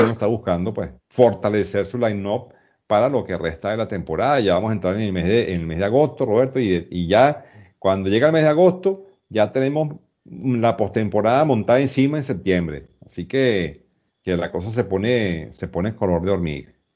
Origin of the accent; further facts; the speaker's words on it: Venezuela; para mí como venezolano